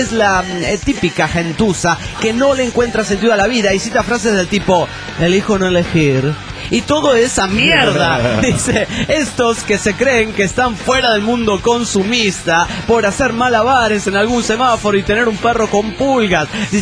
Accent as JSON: {"language": "Spanish", "region": "Chaco", "country": "Argentina", "moved": "yes", "lives_now": "Logroño, Spain", "said": "Yo soy del Chaco, República Argentina originalmente, y vivo en Logroño. Y hasta hace poco estudiaba en Salamanca."}